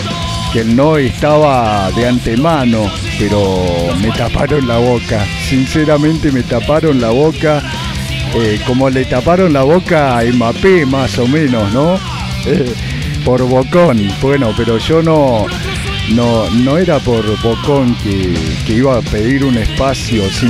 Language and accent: Spanish; Entre Ríos, Argentina; born there; después de haber pasado por otras radios allá en mi provincia natal, en Entre Ríos